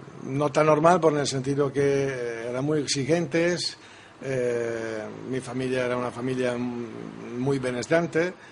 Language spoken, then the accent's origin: Spanish; Trento, Trentino-Alto Adige, Italy; Spanish is a second language; Mi ciudad natal es Trento. Trento, la ciudad del Consiglio.